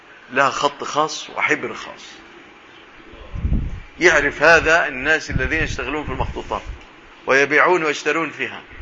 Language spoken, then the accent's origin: Arabic; Egypt; في بلادنا مصر هذا موجود